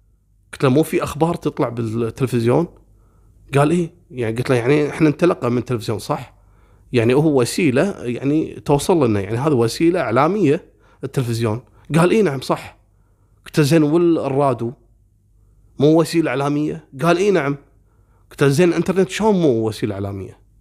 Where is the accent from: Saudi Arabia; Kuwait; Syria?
Kuwait; وتعرفون أنا من الكويت وأروح البحرين يعني حتى الطيران ما تسوى الطيارة